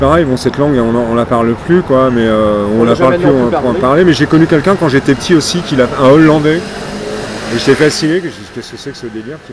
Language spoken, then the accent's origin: French; Versailles, Île-de-France, France; Donc je suis resté à Versailles et j'ai grandi à Versailles